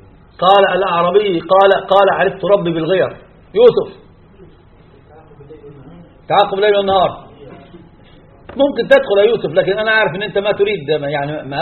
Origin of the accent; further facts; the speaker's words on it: Egypt; كان في الجامعات عندنا في مصر شديد جدا